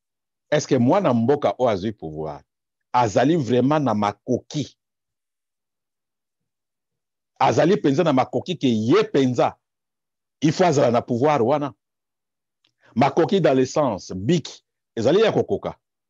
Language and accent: French; DR Congo; je suis congolais. 100%.